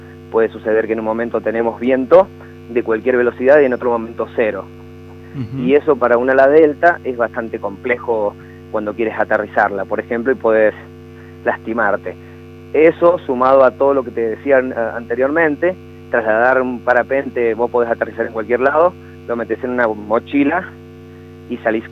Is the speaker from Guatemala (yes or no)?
no; Mendoza, Argentina; Sí, soy de Mendoza y lo arranqué en Mendoza.